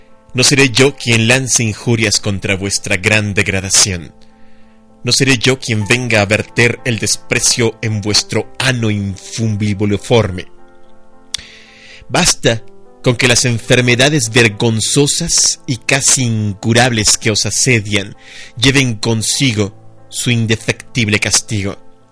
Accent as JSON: {"language": "Spanish", "town": "Iztapalapa", "region": "Mexico City", "country": "Mexico", "tie": "born or raised there", "said": "Yo crecí en Iztapalapa, mi querida Sandra. Yo considero Iztapalapa mi barrio, es mi... De allí soy yo, pues, aunque en realidad nací en la Jardín Balbuena, pero toda mi vida viví en Iztapalapa. Por ahí estaba la casa de mis jefes, perdón."}